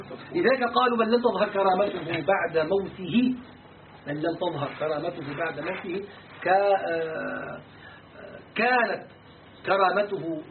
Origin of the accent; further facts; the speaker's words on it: Syria; أرادت جهة الآثار عندنا في الشام